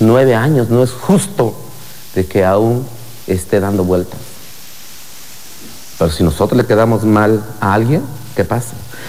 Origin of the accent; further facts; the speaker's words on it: Oaxaca, Mexico; ¿De qué zona eres? De la Mixteca, lo cual no miento.